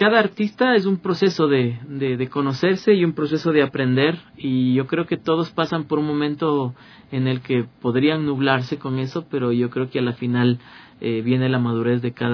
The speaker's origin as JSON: {"language": "Spanish", "country": "Ecuador", "said": "luchamos porque se nos reconozcan nuestros derechos como músicos, como artistas ecuatorianos"}